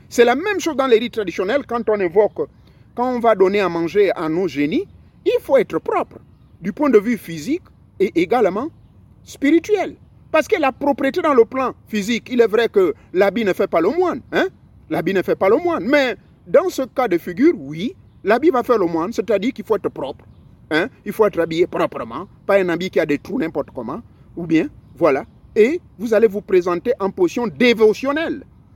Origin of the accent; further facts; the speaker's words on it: Gabon; Chez moi au Gabon